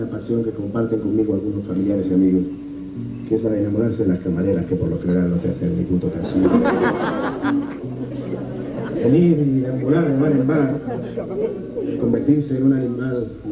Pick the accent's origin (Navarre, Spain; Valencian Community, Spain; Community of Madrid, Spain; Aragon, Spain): Community of Madrid, Spain; Madrid; Yo soy de Madrid, nadie es perfecto.